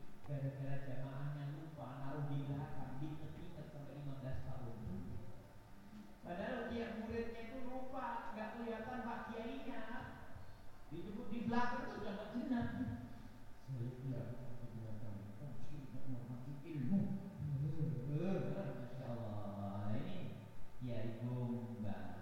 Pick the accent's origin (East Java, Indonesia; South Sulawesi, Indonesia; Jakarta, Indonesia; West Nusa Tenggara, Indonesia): East Java, Indonesia; Sebab kami orang Jawa Timur.